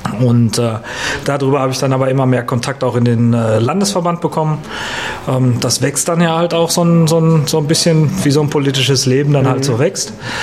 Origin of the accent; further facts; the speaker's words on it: Dortmund, North Rhine-Westphalia, Germany; beim Kreisparteitag in Dortmund bin ich als Dortmunder Pirat eigentlich immer